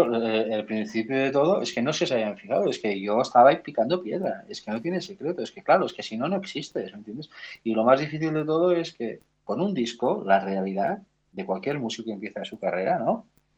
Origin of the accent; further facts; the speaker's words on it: Catalonia, Spain; como buen catalán que soy, que somos muy tozudos